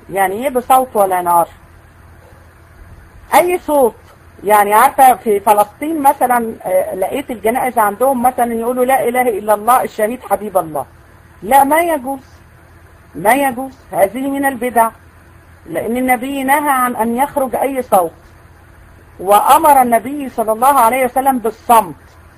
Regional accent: Egypt; احنا عندنا في مصر

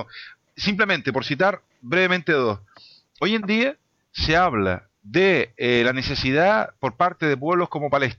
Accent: Canary Islands, Spain; Somos todos canarios, pero somos diferentes.

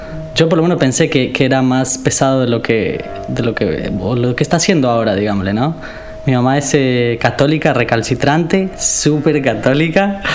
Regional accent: San José, Costa Rica; born there; Yo nací en Costa Rica, en San José, que sería la capital de Costa Rica, pero es una ciudad chica. O sea, por más capital que sea, es la capital de un país chico, además. Y está en un pequeño valle.

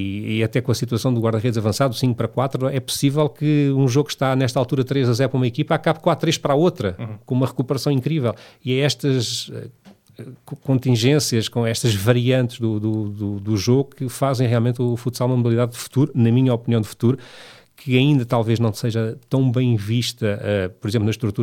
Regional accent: Lourinhã, Lisbon, Portugal; Eu por acaso, quando era pequeno na Lourinha, fui acólito na missa.

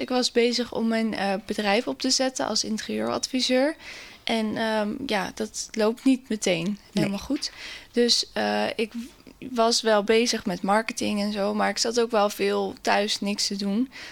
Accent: Westland, South Holland, Netherlands; now in Naaldwijk, Netherlands; ik kom uit Westland, ik woon in Naaldwijk. Ik ben 24 jaar

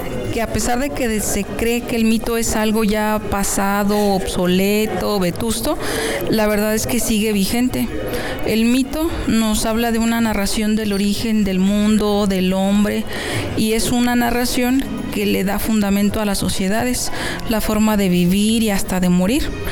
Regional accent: Mexico; Nosotros como cultura mexicana, sin darnos cuenta, tenemos basada nuestra idiosincrasia en los mitos.

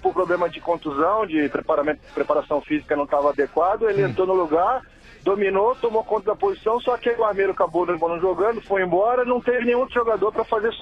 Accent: Rio de Janeiro, Brazil; now in São Paulo, Brazil; eu sou carioca, né? Não tô só pro Flamengo, eu tô em São Paulo há 24 anos já.

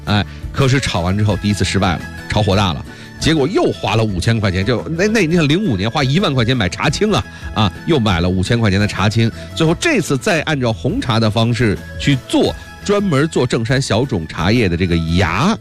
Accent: Beijing, China; 还跟咱们北京人离不开。

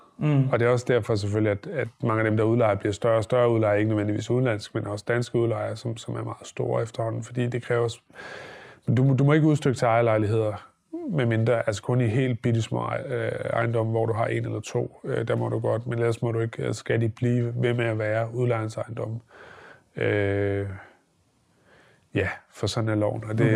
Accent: Holbæk, Zealand, Denmark; Et af dem ligger for eksempel i Holbæk, hvor jeg kommer fra.

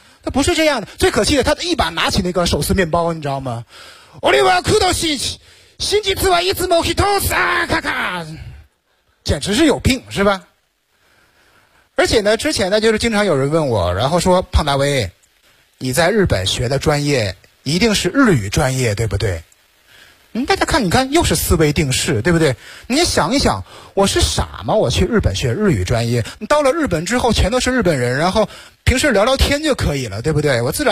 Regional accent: Northeast China, China; also born or lived in Japan; 没有当年一顿又一顿的小烧烤，我们东北人是活不到今天的。所以我觉得这个就是我们东北人愿意吃烧烤的原因。

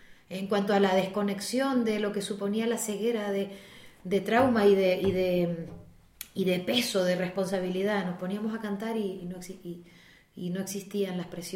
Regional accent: Icod de los Vinos, Canary Islands, Spain; Yo empecé las clases de música con una profesora particular en ICOD, de las pocas que se atrevió, o creo que la única en aquel momento que se atrevió en mi pueblo

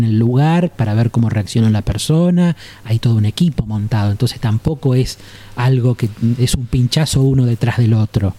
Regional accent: Argentina; como los argentinos somos gritones, tampoco hay posibilidad de no escuchar

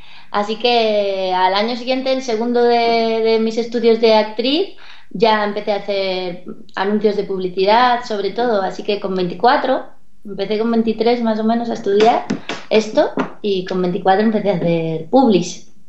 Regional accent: Calahorra, La Rioja, Spain; born there; Nací en Calahorra, en La Rioja. ¿Sabéis dónde está?

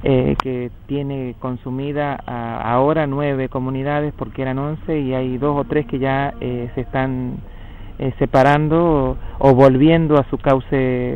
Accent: Cuyo, Argentina; OMTA de la comunidad Huarpe San Luis, y venimos desde el territorio del Cuyum, desde que ahora se llama San Luis, San Juan y Mendoza. Bueno, somos preexistentes al Estado argentino

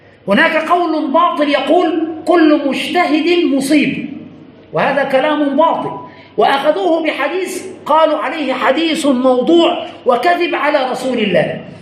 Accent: Egypt; وعندنا في مصر نقرأ بقراءة حفص.

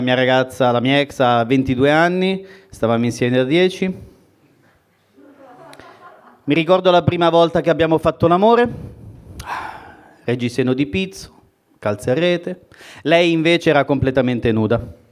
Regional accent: Calabria, Italy; anche se dal mio accento non si direbbe, sono calabrese.

